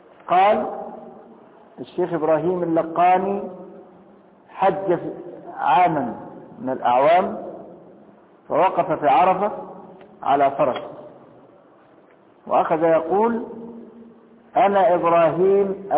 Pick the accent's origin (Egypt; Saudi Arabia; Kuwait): Egypt; طب لكن أنا دلوقتي مصري وهخش مكة